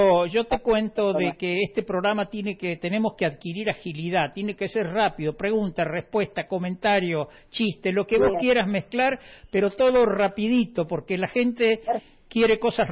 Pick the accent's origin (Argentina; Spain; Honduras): Argentina; Lanús, Buenos Aires Province; born there; La casa donde yo nací en Lanús, en Buenos Aires